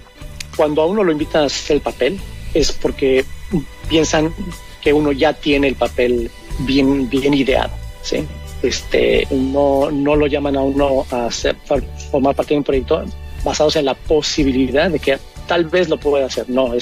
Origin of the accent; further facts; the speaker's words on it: Mexico; lo cambiaron a mexicano porque yo soy mexicano